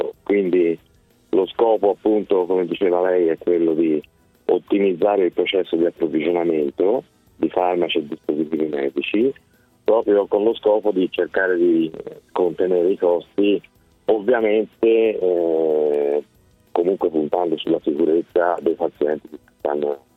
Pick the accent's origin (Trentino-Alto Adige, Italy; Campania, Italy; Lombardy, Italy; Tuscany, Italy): Tuscany, Italy; Florence; Io sono fiorentino, sì.